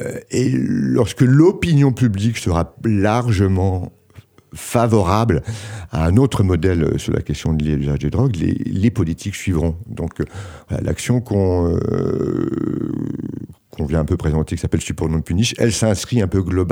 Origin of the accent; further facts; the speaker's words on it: France; accent: French; Excusez mon accent, mais French.